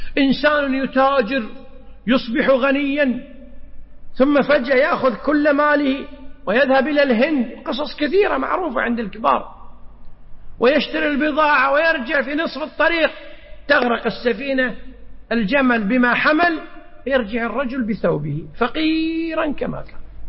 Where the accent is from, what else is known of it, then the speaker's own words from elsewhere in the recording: Kuwait; عندنا في الكويت إذا أردنا السفر إلى مكة برا، كم طريق عندنا برا؟